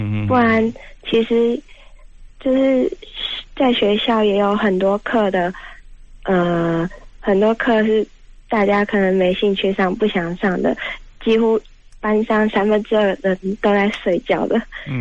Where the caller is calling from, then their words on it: Taipei, Taiwan; 嗨，我是台北的